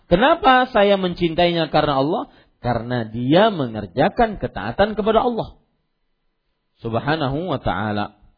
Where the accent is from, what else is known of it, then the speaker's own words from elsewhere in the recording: South Kalimantan, Indonesia; Kalau kita orang Banjar biasanya kalau bersumpah